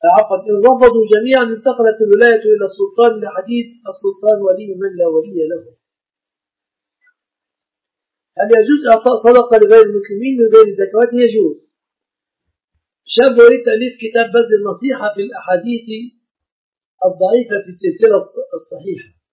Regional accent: Egypt; العرف عندنا في مصر أن الشبكة من المهر

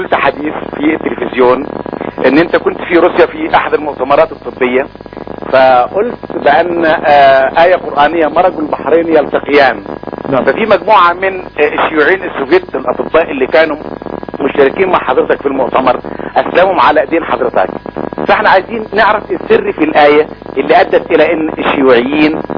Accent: Egypt; now in Yemen; من اليمن، أنا مصري مقيم في اليمن.

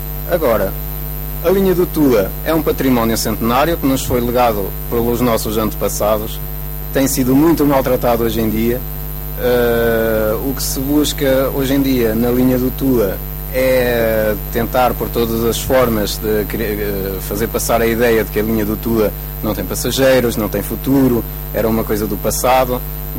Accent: Vinhais, Norte, Portugal; sou daqui da região, sou de Vinhais, sou utente da linha do Tua desde 1994.

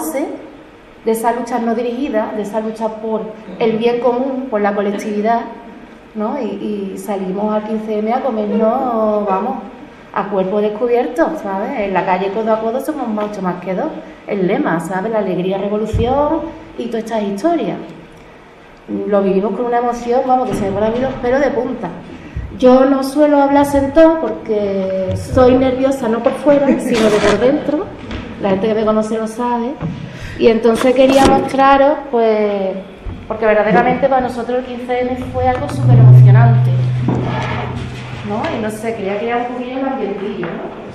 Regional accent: Madrid, Community of Madrid, Spain; Soy de aquí de San Diego

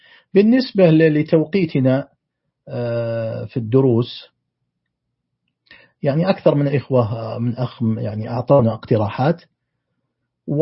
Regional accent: Saudi Arabia; في تقويم أم القرى عندنا في السعودية

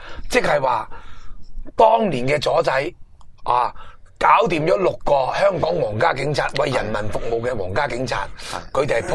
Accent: China; 我哋中国人有句物，我妈教落

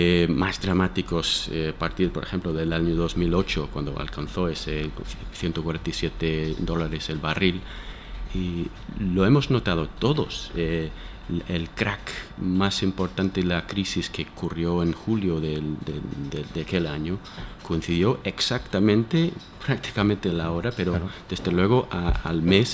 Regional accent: United States; estoy pensando que yo soy de Estados Unidos, entonces estoy pensando en un galón

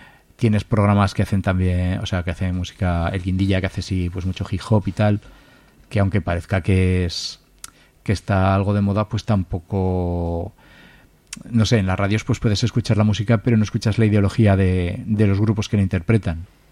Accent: Zaragoza, Aragon, Spain; los que somos de Torrero, pues sí

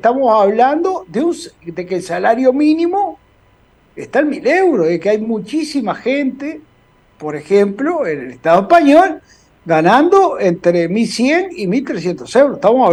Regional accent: Uruguay; moved away; somos uruguayos y uruguayas, y porque nos hayamos ido de nuestra tierra, no perdemos nuestra nacionalidad.

